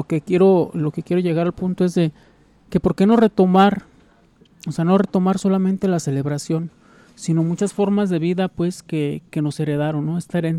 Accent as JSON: {"language": "Spanish", "country": "Mexico", "said": "nosotros como aquí mexicanos nos queremos sentir hasta yanquis"}